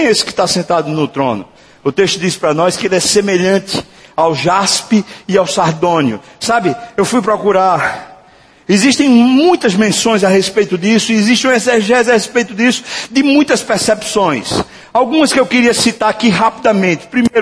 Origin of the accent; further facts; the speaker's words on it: Brazil; Somos nós brasileiros. Nós vivemos meio que no toma lá da cá.